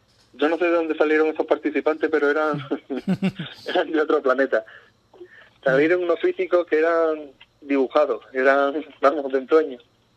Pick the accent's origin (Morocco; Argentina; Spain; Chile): Spain; Ubrique, Andalusia; yo me siento ubriqueño. Uh-huh. De donde voy, digo, yo soy de Ubrique. Ya después, sí, la federación me dice que soy andaluz, que soy gaditano, pero yo, donde voy, digo, yo soy de Ubrique.